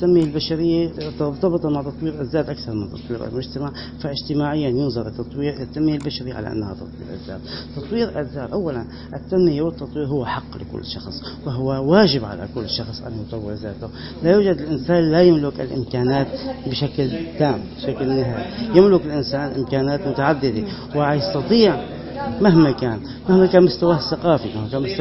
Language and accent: Arabic; Syria; الصمود الذي وقف وسمنا جميعا كسوريين واتصفنا به